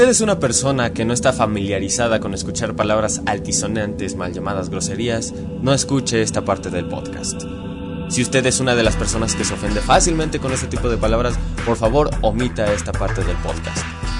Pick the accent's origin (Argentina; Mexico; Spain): Mexico; Y como buenos mexicanos, tenemos muchas y muchos